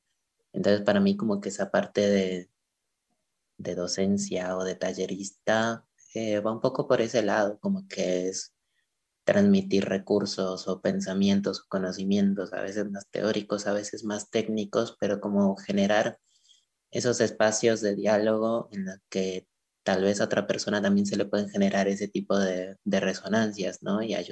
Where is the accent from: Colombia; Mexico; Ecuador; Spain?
Colombia; Pasto, Nariño; las primeras clases que di fueron en Pasto, en mi ciudad natal en Colombia